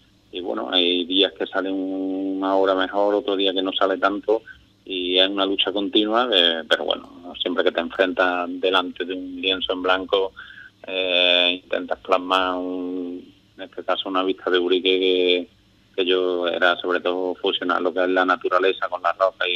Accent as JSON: {"language": "Spanish", "region": "Andalusia", "country": "Spain", "said": "y claro, a uno que lo tengo, siendo andaluz, que lo tengo relativamente cerca"}